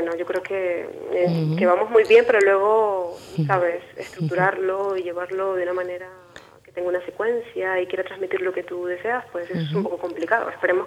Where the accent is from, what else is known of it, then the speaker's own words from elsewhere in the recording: Venezuela; De Venezuela.